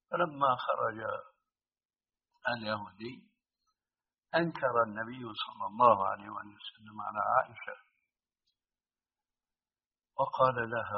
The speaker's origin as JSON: {"language": "Arabic", "country": "Syria", "said": "أنت الآن يعني كما يقولون عندنا في الشام نص الكلام ما عليه جواب"}